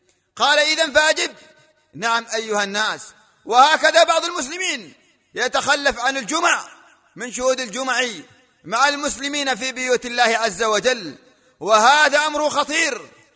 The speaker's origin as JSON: {"language": "Arabic", "country": "Yemen", "said": "وما يحصل في بلادنا اليمن"}